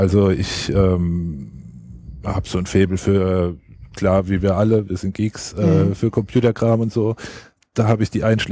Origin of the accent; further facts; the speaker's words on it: Rhineland-Palatinate, Germany; Also ich bin kein Badener, sondern Pfälzer.